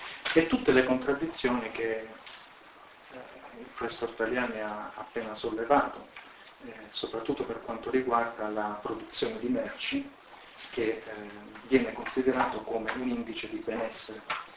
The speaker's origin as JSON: {"language": "Italian", "region": "Calabria", "country": "Italy", "lives_now": "Pisa, Italy", "said": "Sono originario della Calabria, della campagna della Calabria"}